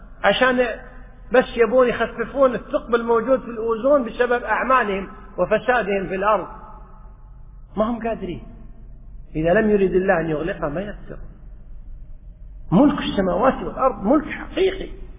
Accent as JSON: {"language": "Arabic", "country": "Kuwait", "said": "بالعامية عندنا بالكويت يقول توهج"}